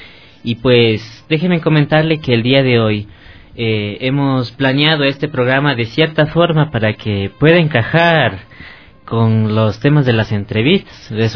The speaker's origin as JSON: {"language": "Spanish", "country": "Ecuador", "said": "eso creo que nos enorgullece a todos nosotros como ecuatorianos"}